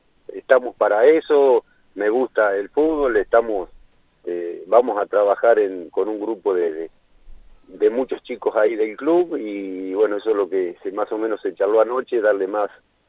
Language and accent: Spanish; Lincoln, Buenos Aires Province, Argentina; yo nací, soy de Lincoln. Jugué casi toda mi carrera en Rivadavia de Lincoln.